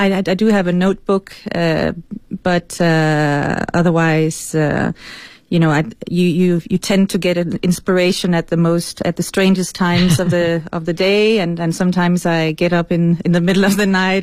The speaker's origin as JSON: {"language": "English", "country": "Denmark", "first_language": "Danish", "second_language": "English", "lives_now": "China", "said": "because I'm not an English native speaker, as you can probably hear, I also wanted to try and write something in Danish, my mother tongue"}